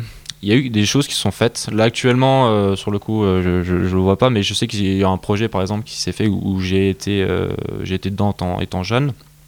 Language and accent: French; France; sur d'autres coutumes et cultures qui sont différentes de chez nous en France.